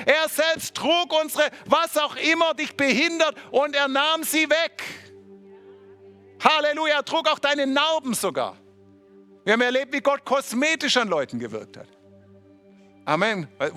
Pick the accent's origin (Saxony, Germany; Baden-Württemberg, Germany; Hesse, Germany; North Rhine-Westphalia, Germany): Baden-Württemberg, Germany; Oh, ich bin selber Schwabe, ich kann solche Witze machen.